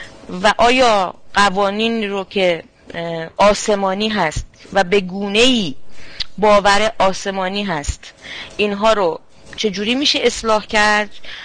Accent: Iran; من شخصا فکر نمی کنم به عنوان یک ایرانی

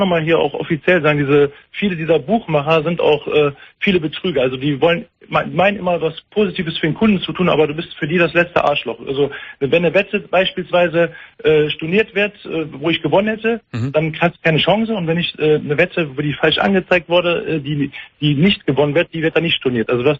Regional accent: Düsseldorf, North Rhine-Westphalia, Germany; aber ich bin halt Düsseldorfer Jung, bin hier in Düsseldorf-Flingern geboren

